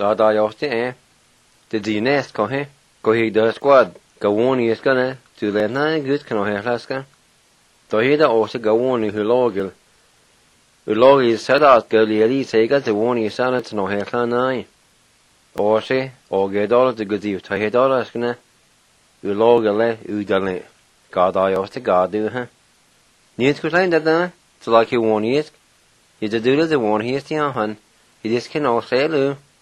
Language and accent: English; United States; first language Cherokee; English is a second language; Cherokee was my first language and I enjoy it so much and I enjoy listening to our elders speaking our language